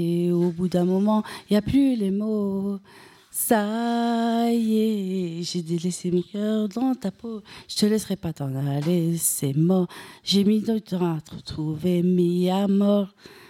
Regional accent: Guinea-Bissau; Moi, je viens de Guinée-Bissau, mais j'ai de nationalité portugaise.

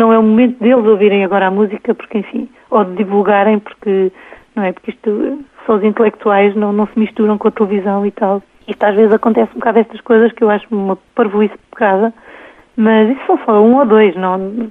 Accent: Coimbra, Portugal; now in Lisbon, Portugal; Sim, eu sou de Coimbra.

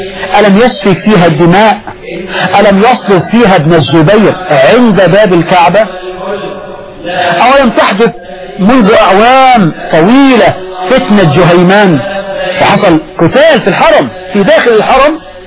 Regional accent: Egypt; اما لو شوية الحمام دول عندنا في مصر كانوا راحوا من زمان.

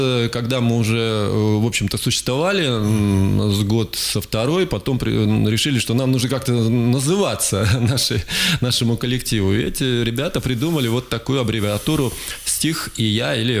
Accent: Krasnoyarsk, Krasnoyarsk Krai, Russia; also born or lived in Tomsk, Russia; я красноярец, хотя родился в городе Томске, но всю жизнь проживаю в Красноярске, так что это же второй мой родной город тоже.

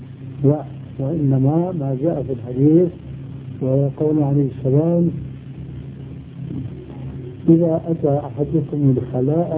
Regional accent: Syria; وكلها لا تجوز عندنا في سوريا

